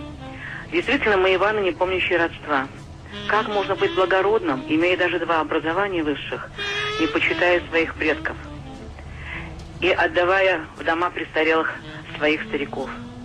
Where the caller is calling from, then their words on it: Cheboksary, Chuvash Republic, Russia; Я звоню из Чебоксар.